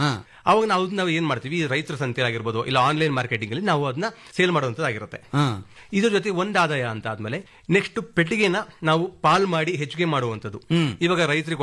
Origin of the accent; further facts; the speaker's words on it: Sirsi, Karnataka, India; now in Bangalore, India; ನಮ್ದು ಮೂಲತಃ ಬಂದು ನಮ್ದು ಸಿರ್ಸಿಯವ್ರನವರು. ನಾವು ಅಲ್ಲಿಂದ ಬೆಂಗಳೂರಿಗೆ ಬಂದು ಇವಾಗ ನಮ್ಮ ತಂದೆಯವರು 33 ವರ್ಷ ಆಗಿತ್ತು.